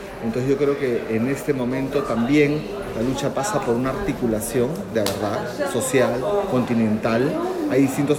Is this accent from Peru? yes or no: yes; Peru; soy peruano, soy coordinador de la Red Latinoamericana por Justicia Económica y Social